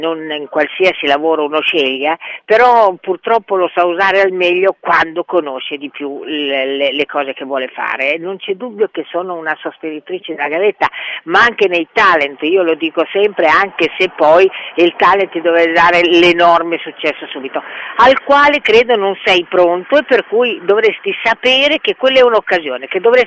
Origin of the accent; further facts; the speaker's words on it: Bologna, Emilia-Romagna, Italy; moved away as an adult; now in Milan, Italy; La mia famiglia d'origine era un padre toscano e una madre lombarda di Como. E sono nata a Bologna, dove ho vissuto 20 anni, e poi mi sono trasferita a Milano perché mi sembrava che Milano nel 1961 fosse una terra di occasioni